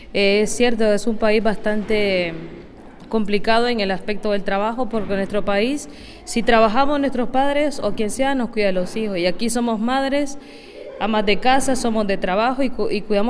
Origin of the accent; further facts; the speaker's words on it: Nicaragua; soy de Nicaragua.